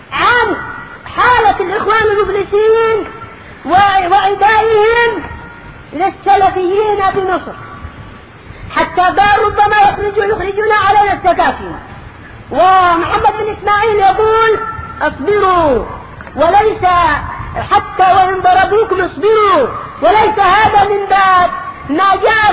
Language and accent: Arabic; Yemen; now in Egypt; هو موجود عندنا باليمن ماذا أقول لك ماذا أقول لهم وأنا في مصر